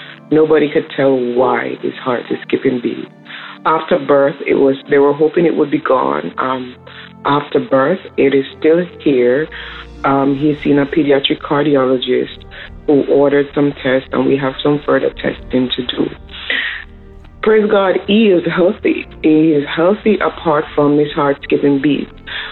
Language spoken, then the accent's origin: English; Mississauga, Ontario, Canada; I'm from Mississauga, calling with a praise report or more of an update.